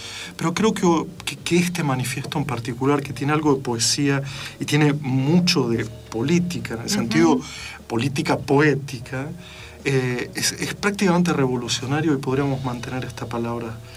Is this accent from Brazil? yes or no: yes; Brazil; Spanish is a second language; Pero somos brasileros, sí